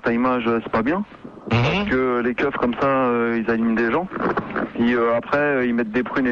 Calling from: Île-de-France, France; J'appelle du 9-4.

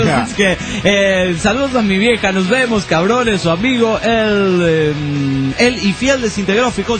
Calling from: Tijuana, Baja California, Mexico; de Tijuana, México.

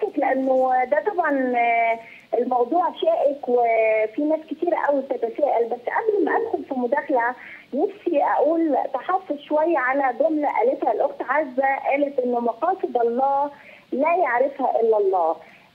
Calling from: England, United Kingdom; من إنجلترا.

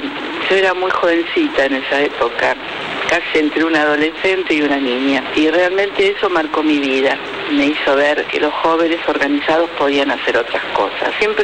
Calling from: Olivos, Buenos Aires Province, Argentina; de Olivos

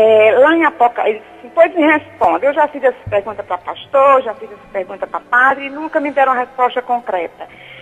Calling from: Fortaleza, Ceará, Brazil; Fala de Fortaleza.

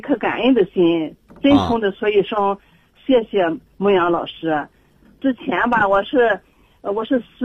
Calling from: Qingdao, Shandong, China; 我是青岛的

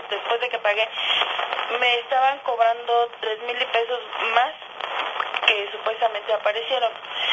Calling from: Magdalena Contreras, Mexico City, Mexico; De la Delegación Magdalena Contreras.

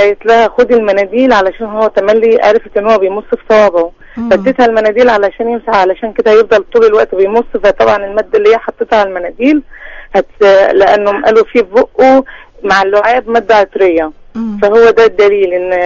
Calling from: Cairo, Cairo Governorate, Egypt; من القاهرة.

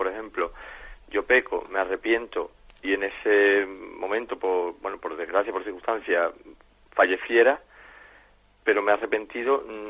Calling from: Jerez de la Frontera, Andalusia, Spain; de Jerez.

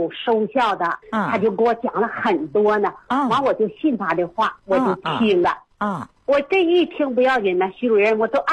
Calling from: Suihua, Heilongjiang, China; 我是绥化的。

